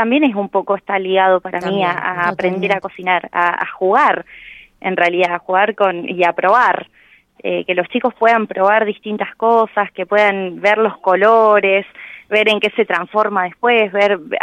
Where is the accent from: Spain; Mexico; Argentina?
Argentina; Santa Rosa, La Pampa; also born or lived in La Plata; Yo estudié gastronomía en Buenos Aires, en La Plata, vivía en La Plata, y cuando me volví, yo soy acá de Santa Rosa.